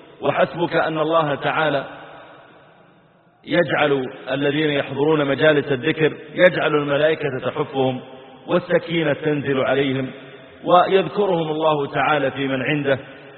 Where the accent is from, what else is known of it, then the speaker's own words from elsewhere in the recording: Mazal, Saudi Arabia; وأذكر أن في قريتنا عندنا قرية على طريق مكة اسمها مزعل، قرية صغيرة،